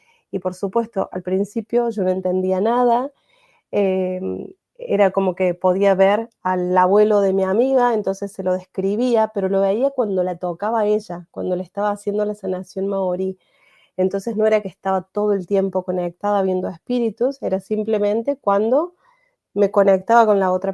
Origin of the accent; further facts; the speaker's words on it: Córdoba, Argentina; empiezo de cero a los 40 años en la Argentina, en Córdoba, que es de donde soy.